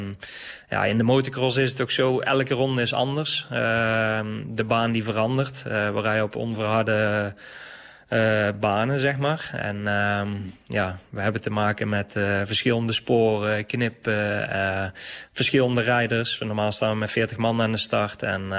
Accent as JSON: {"language": "Dutch", "town": "Hees", "country": "Netherlands", "said": "ja, ik kom uit Hees. Hees en omstreken zijn we altijd aan het graven geweest."}